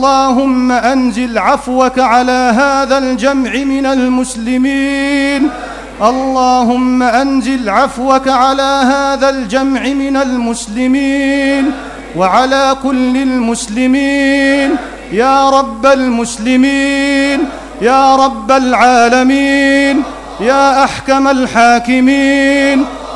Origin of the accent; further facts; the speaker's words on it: Egypt; واحفظ بلدنا مصر الحبيبة بعينك التي لا تنام